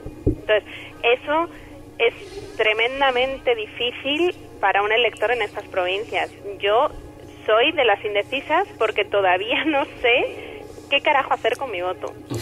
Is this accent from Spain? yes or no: yes; Salamanca, Castile and León, Spain; yo como salmantina